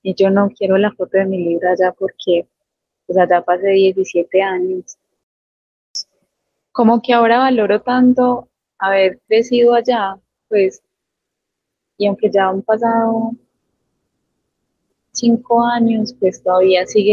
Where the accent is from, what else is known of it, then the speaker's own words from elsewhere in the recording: Santa Rosa de Osos, Antioquia, Colombia; born there; yo siempre pongo que yo nací en Santa Rosa, porque para mí eso es muy importante, decir que yo vengo de Santa Rosa.